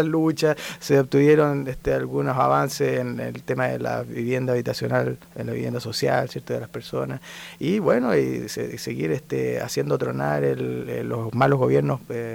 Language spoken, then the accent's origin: Spanish; Santiago, Santiago Metropolitan Region, Chile; born there; Yo nací aquí en Santiago.